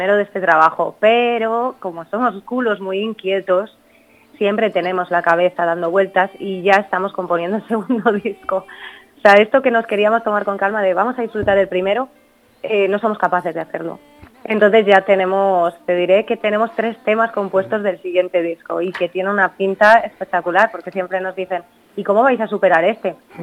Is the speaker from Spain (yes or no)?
yes; Laguna de Duero, Castile and León, Spain; tengo una asociación aquí en Laguna de Duero, en mi pueblo